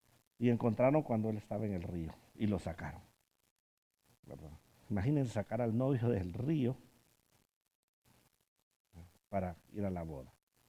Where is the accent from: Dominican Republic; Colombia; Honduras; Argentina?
Honduras; Yo soy hondureño.